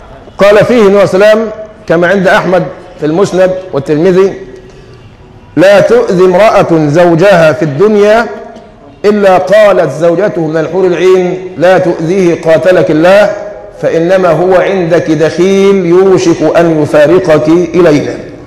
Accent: Egypt; ما احنا كمصريين فينا الطبع ده

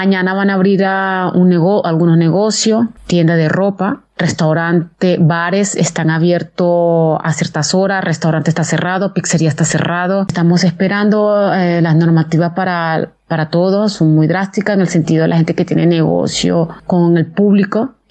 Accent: Venezuela; now in Italy; soy de Venezuela. Yo en este momento estoy en Italia, en el norte de Italia, entre Salerno y Cava.

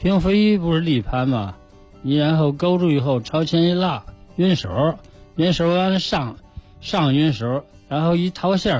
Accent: Beijing, China; 我们是北京的

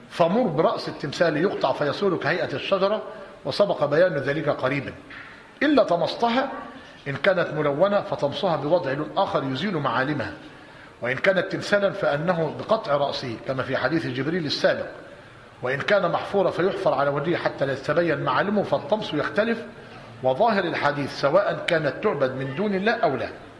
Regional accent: Egypt; الثاني اللي هي عندنا في مصر القباب

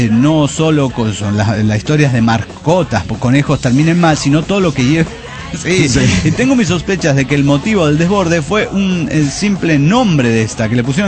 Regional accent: Silao, Guanajuato, Mexico; Soy un aldeano de Silao, Guanajuato, México.

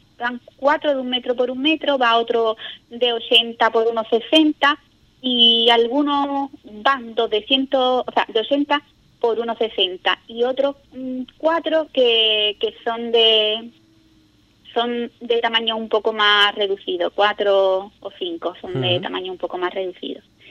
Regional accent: Ubrique, Andalusia, Spain; el que gente de Ubrique vaya a otros lugares, ¿no?, y puedas decir, mira, esta persona es de mi pueblo

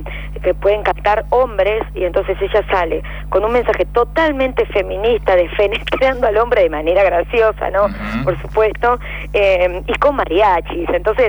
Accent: Chos Malal, Neuquén, Argentina; Yo soy de Neuquén, soy una cantante, una cantora de neuquina, nacida en Chosmalal. Entonces, la geografía del lugar donde nací y donde me crié es territorio mapuche.

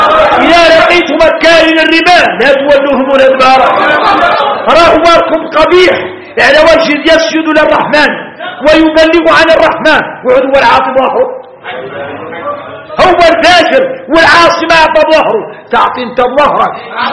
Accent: Mauritania; نقولها احنا موريتاني

